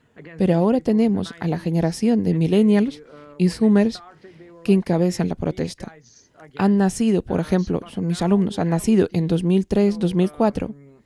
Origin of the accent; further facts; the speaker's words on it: Serbia; born there; Spanish is a second language; Incluso para mí, que nací en Yugoslavia, tenía 1 o 2 años cuando Yugoslavia se desintegró.